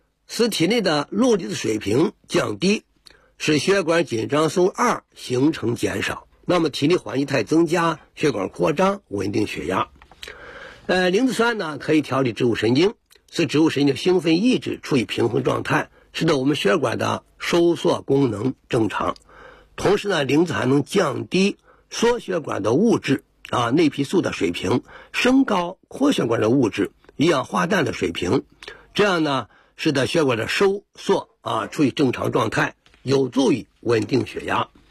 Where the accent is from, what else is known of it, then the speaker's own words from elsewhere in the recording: China; 我们中国人呢盐吃的比较多